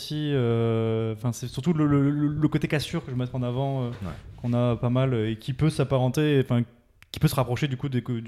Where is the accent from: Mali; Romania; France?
France; Montpellier, Occitanie; now in Toulouse, France; Je suis un peu un néo-toulousain, moi. On est un petit peu arrivé en même temps avec Vincent à Toulouse, parce que nous, de base, on est de Montpellier, et on s'est exilé à Toulouse